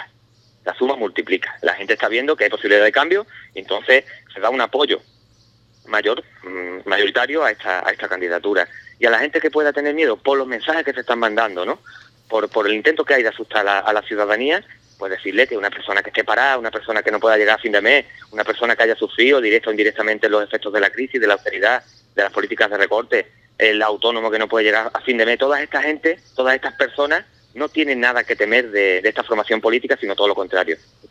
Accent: Medina Sidonia, Andalusia, Spain; Yo soy de Medina Sidonia, el campo de Jerez, el campo de gaditano, está abandonado

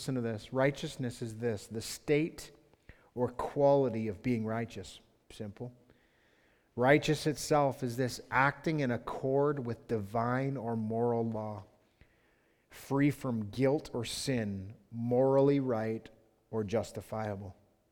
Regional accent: Thorndale, Ontario, Canada; I'm Canadian. I'm from Thorndale.

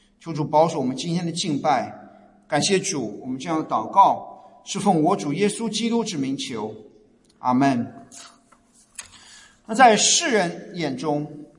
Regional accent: China; moved away; 特别是我们这些从大陆过来，从中国，从亚洲移民过来的，在国内受到的教育，从小受到教育

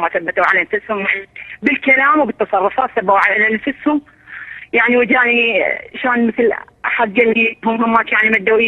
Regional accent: Al Anbar, Iraq; إحنا نازحين مهجرين من أهل الأنبار

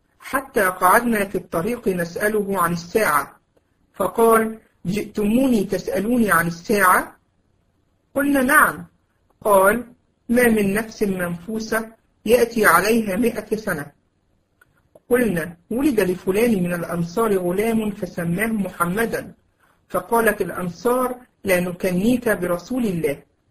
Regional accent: Egypt; ويمكن في زمان عندنا في مصر في الأماكن اللي هي قريبة كانوا يسموها مشربية

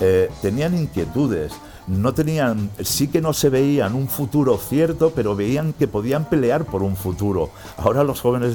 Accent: Barcelona, Catalonia, Spain; born there; piensa que yo soy nacido en Barcelona. Barcelona es Cataluña, ¿vale?

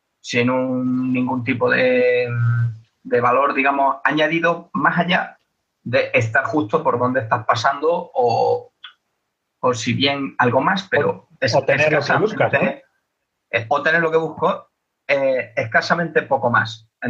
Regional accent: Granada, Andalusia, Spain; Porque yo, por ejemplo, que soy de Granada, llevo consumiendo este hobby bastantes años

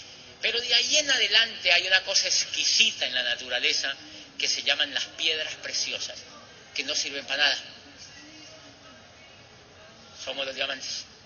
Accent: Colombia; En mi país, se sabe que Colombia es uno de los países donde más esmeraldas por metro cuadrado hay en una zona en el mundo.

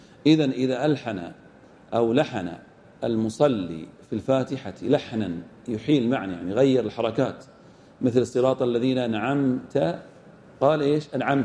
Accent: Al-Ahsa, Eastern Province, Saudi Arabia; وهذا خاص وغالب في كثير من المنطقة عندنا في الأحساء

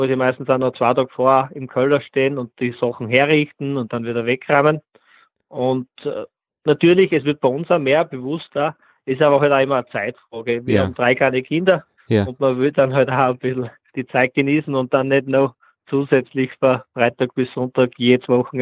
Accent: Frohnleiten, Styria, Austria; bin aus Fronleiten, das ist in der Steiermark.

